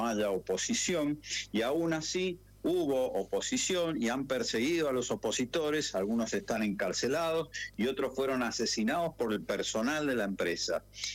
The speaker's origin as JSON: {"language": "Spanish", "country": "Argentina", "said": "nosotros nacemos, vivimos y morimos como argentinos, ¿no?"}